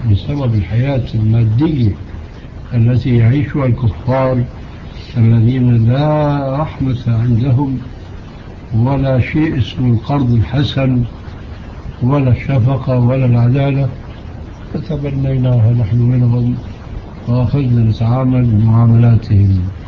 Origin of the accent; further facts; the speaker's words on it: Syria; نحن عندنا في الشام المشكلة قائمة